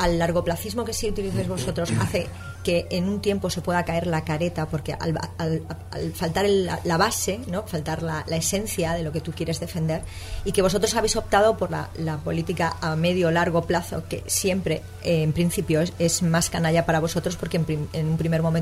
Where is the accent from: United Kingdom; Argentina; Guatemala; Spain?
Spain; Alicante, Valencian Community; yo que soy muy cuadriculada, como buena alicantina